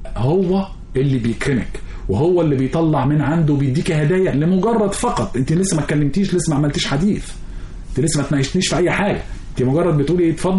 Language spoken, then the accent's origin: Arabic; Egypt; فلقيته أول ما عرف من اللكنة بتاعتي إن أنا مصري. نحن لكنتنا معروف